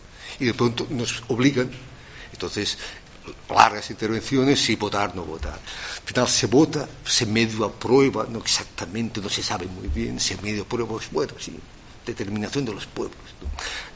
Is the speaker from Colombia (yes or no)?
no; Catalonia, Spain; yo pues protesto y digo que soy catalán y que me siento catalán, ¿no?